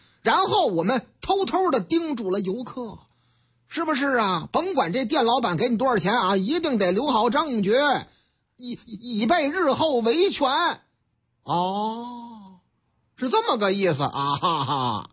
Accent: Shanghai, China; 这说的是我老家上海

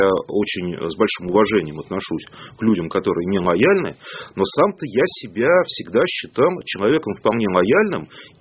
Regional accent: Berendeyevka, Russia; А вот в моей родной деревне Берендеевка

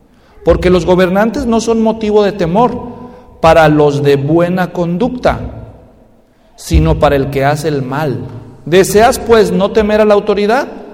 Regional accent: Mexico; para los que somos mexicanos y a veces nos quejamos del gobierno allá

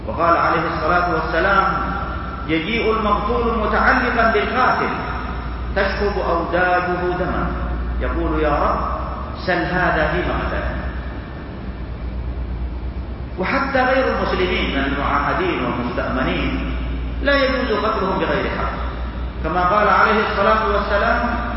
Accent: Saudi Arabia; ونحمد الله عز وجل أننا في بلدنا المملكة العربية السعودية نعيش هذه الخيرات

